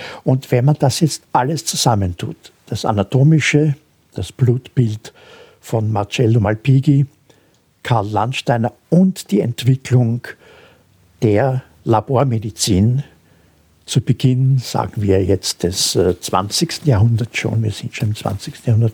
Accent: Austria; man vergisst das oft und ich darf das als Österreicher sagen

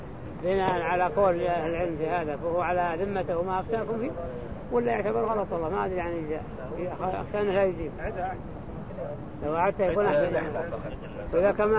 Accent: Saudi Arabia; ما احد الفتوى عندنا في السعوديه على خلاف هذا

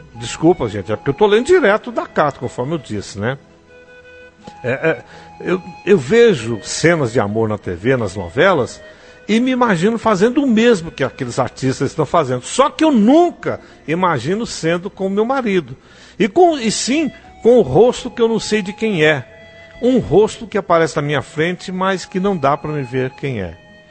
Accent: Bahia, Brazil; born there; A região que eu nasci na Bahia é considerada uma região rica, pois os paranaenses e gaúchos começaram a plantar soja lá, e isso trouxe muita riqueza para alguns.

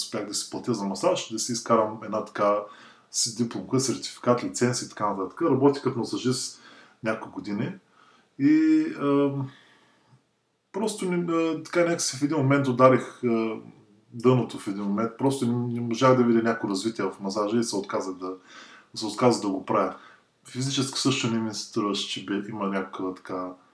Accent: Razgrad, Razgrad Province, Bulgaria; И отскоро, може би година и половина, живея в България, в родния ми град Разград.

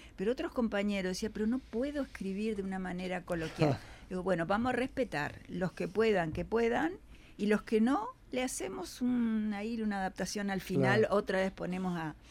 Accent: Colonia, Uruguay; Yo soy un caso que vine en el 64 desde Colonia, o sea que fue todo un esfuerzo.

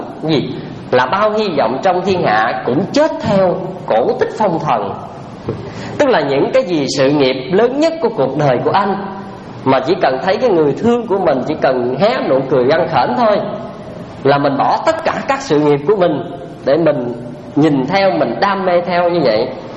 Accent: Trà Ôn, Vĩnh Long, Vietnam; ở quê tôi ở Trà Ôn á, có một cái chuyện mà ngày hôm nay vẫn còn di chứng lại đó.

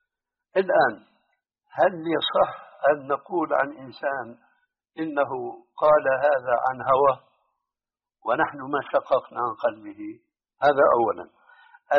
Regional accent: Syria; أنت الآن يعني كما يقولون عندنا في الشام نص الكلام ما عليه جواب

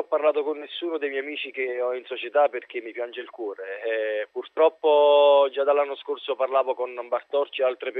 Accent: Naples, Campania, Italy; perché sono napoletano e quindi quando sono a casa la domenica vado a vedere sempre le partite.

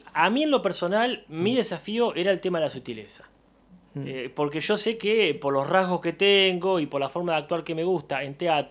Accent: La Plata, Buenos Aires Province, Argentina; como platense nacido y criado que soy

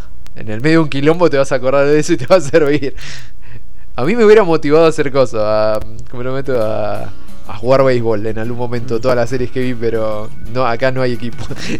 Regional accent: Argentina; como argentino rata

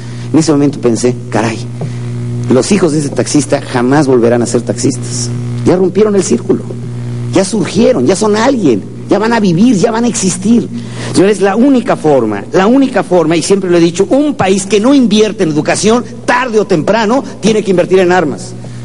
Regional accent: Mexico; en México, en mi país, nacen 2 millones de niños cada año

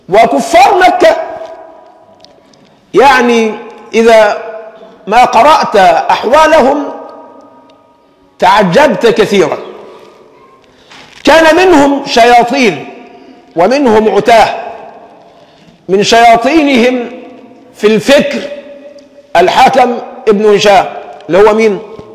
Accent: Egypt; عندنا لازمة كمصريين يعني مسكة في اللسان

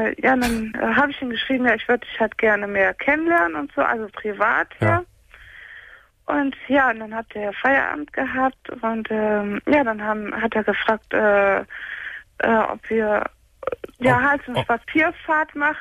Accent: Gummersbach, North Rhine-Westphalia, Germany; Gummersbacherin, seit 19 Jahren.

